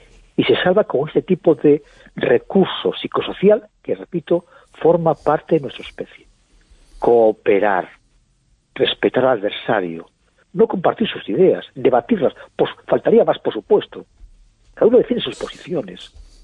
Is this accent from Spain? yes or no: yes; Spain; Yo creo que debemos estar muy orgullosos de cómo actuamos como colectivo, como españoles.